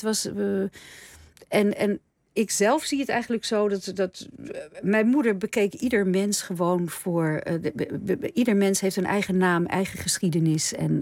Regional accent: Nederhorst den Berg, North Holland, Netherlands; Ik ben een Nederlandse en ik ben ook een Bergs. Ik kom ook uit het dorp Nederhorst, weet je wel.

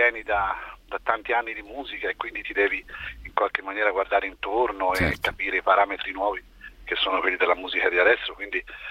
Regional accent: Tuscany, Italy; io sono Schietto perché sono toscano.

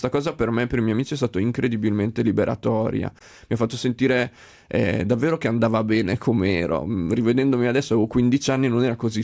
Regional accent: Emilia-Romagna, Italy; Poi io sono emiliano, devo dire che da quelle parti è davvero molto forte

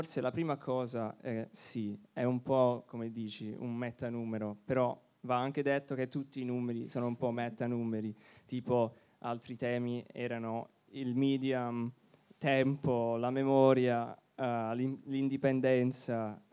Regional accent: Canada; now in Berlin, Germany; io sono canadese, noi siamo a Berlino con questa rivista

